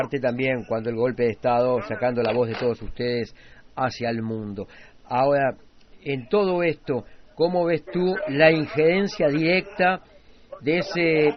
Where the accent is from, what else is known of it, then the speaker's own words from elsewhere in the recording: Uruguay; desgraciadamente soy uruguayo